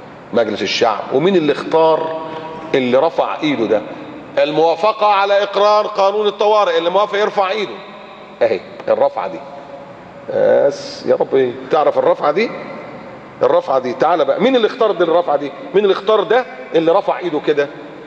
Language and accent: Arabic; Egypt; بلدنا مصر